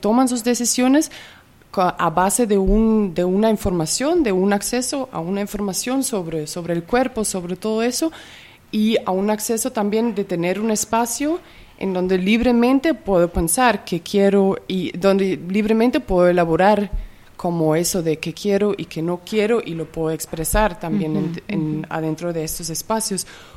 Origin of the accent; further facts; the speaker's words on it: Germany; y también mucho en el contexto alemán de donde vengo